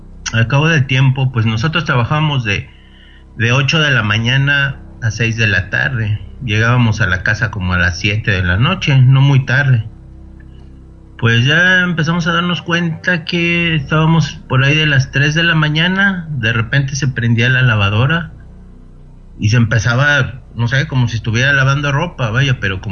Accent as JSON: {"language": "Spanish", "region": "Mexico City", "country": "Mexico", "tie": "born or raised there", "said": "Yo soy originario de Ciudad de México."}